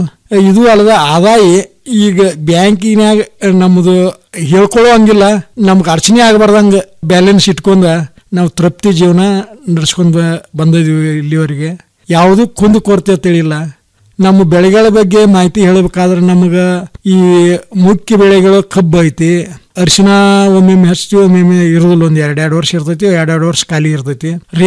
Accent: Hidkal, Karnataka, India; ನಮ್ದು ಬೆಳಗಾಂ ಜಿಲ್ಲೆ ರಾಯಬಾಗ ತಾಲೂಕು ಹಿಡಕಲ್ ಗ್ರಾಮ, ಹಿಡಕಲ್ ಬಸ್ ಸ್ಟ್ಯಾಂಡ್ ಸಮೀಪದಾಗ ನಮ್ದು ತೋಟ ಐತಿ.

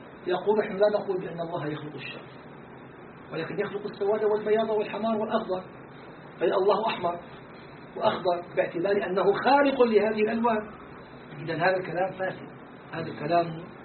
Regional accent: Damascus, Damascus Governorate, Syria; من دمشق أشعري العقيدة جلازيري الطريقة

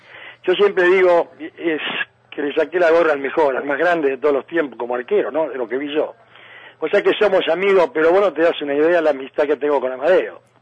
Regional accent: Sarandí, Buenos Aires Province, Argentina; born there; yo nací acá en Sarandí

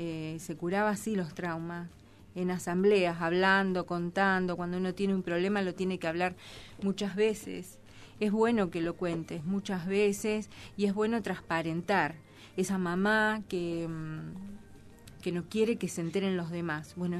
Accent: Argentina; somos de acá, somos de Argentina, somos de un país en crisis permanente

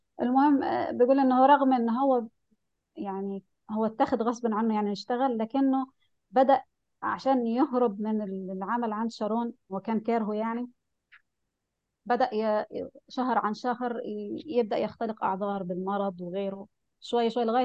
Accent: Egypt; وده حصل في فترات كتيرة سياسية حتى عندنا في مصر

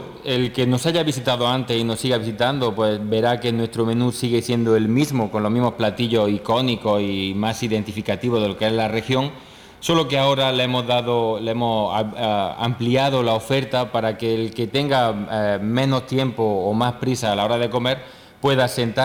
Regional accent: Spain; Y en nuestro caso, igual también como vengo de España

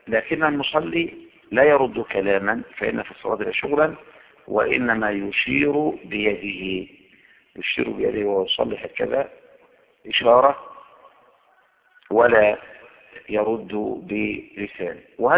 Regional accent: Egypt; اما انا من هنا من مصر يستحب ان اشد الرحله الى

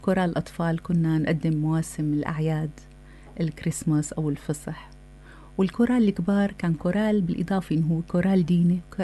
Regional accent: Homs, Homs Governorate, Syria; ونحن بسوريا ربينا وعينا على الأدوار والموشحات والقدود، وأنا بنت حمص.

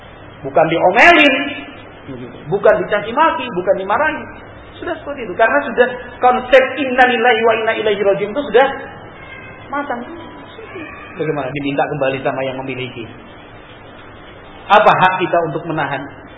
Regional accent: Java, Indonesia; Kalau kita orang Jawa, menurut kakang bagaimana? Kan gitu. Menurut kan mas pripun? Halus kan?

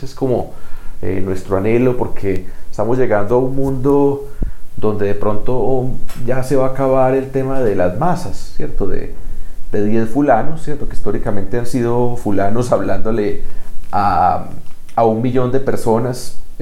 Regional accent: Colombia; Como colombiano, sigue siendo mi poeta, mi poema favorito de Colombia, La Patria.

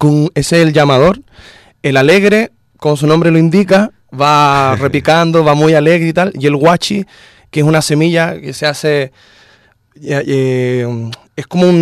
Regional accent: Chile; Pero para nosotros, como chilenos, por ejemplo, crecer escuchando salsa es muy raro.

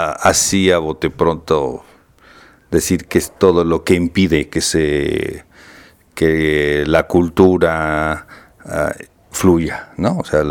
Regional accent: Mexico City, Mexico; yo soy de aquí, del Distrito Federal, nací en una colonia que es la colonia Doctores. Y pues básicamente aquí hice mi carrera

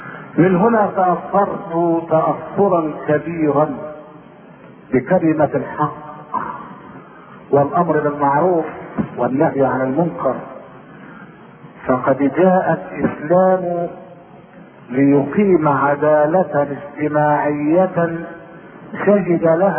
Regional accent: Shubra Khit, Beheira, Egypt; نشأت في مدينة شبرا فيه وهي اقل من المدينة وفوق القرية، وكان اكثر رجالها يعملون بالتجارة

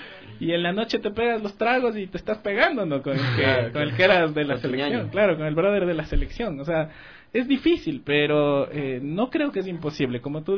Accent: Ecuador; Me decían que, claro, que, ¿cómo te sientes como ecuatoriano? ¿Qué es? Y lo que medio descubrí viajando era que todo ecuatoriano come plátano.

